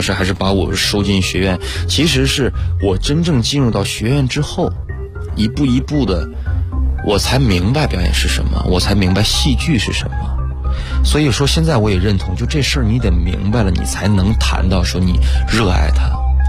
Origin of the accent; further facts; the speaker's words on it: Hegang, Heilongjiang, China; 鹤岗人，黑龙江。